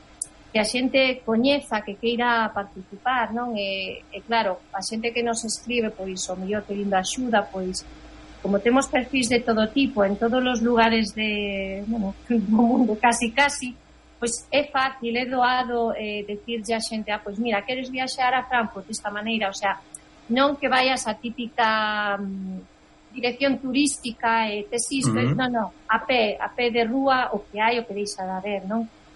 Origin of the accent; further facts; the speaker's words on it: Galicia, Spain; moved away; porque de verdade que son galega ata médula